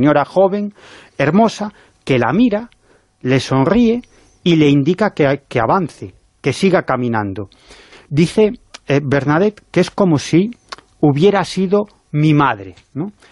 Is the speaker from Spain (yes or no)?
yes; A Coruña, Galicia, Spain; aunque yo en realidad soy del Deportivo de La Coruña como buen coruñés.